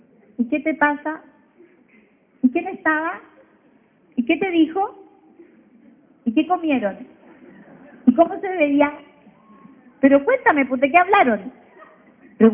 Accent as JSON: {"language": "Spanish", "country": "Chile", "said": "como chileno que teníamos que sacar la losa guardada"}